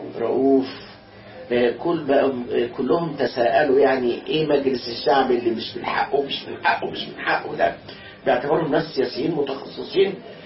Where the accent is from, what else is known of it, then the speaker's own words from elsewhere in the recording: Alexandria, Alexandria Governorate, Egypt; أنا أصلاً اسكندراني